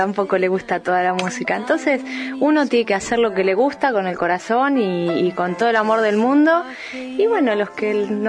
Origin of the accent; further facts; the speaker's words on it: Tandil, Buenos Aires Province, Argentina; Y yo de Tandil.